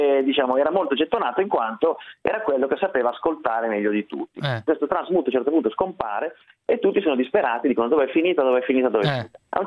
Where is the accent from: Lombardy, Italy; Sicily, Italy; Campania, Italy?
Lombardy, Italy; Voghera; io sono originario di Voghera.